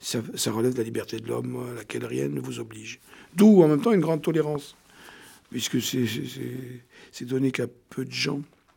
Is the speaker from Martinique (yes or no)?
no; Tunisia; born there; me réconcilier avec mon pays natal, la Tunisie, que j'aime beaucoup et où je vais fréquemment.